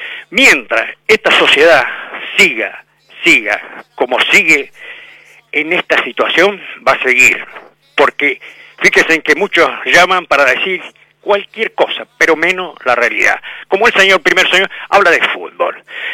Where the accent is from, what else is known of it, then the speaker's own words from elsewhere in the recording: Buenos Aires, Argentina; Pero yo soy de Capital.